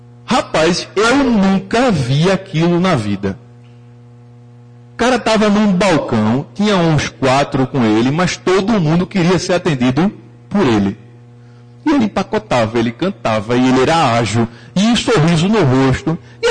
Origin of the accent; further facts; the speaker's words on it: Recife, Pernambuco, Brazil; sou de Recife, tenho uma clínica aqui